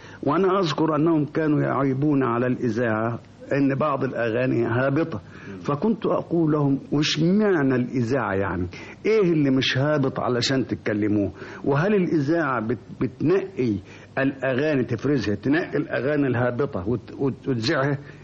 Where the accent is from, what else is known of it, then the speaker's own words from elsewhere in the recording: Damietta, Damietta Governorate, Egypt; قالوا منين البلد؟ أنا قلت دمياطي